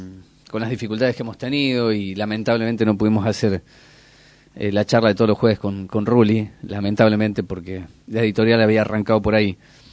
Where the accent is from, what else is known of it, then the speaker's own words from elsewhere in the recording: Argentina; Yo no sabía que como argentino soy el primero, y debe reconocerme el mundo por ser argentino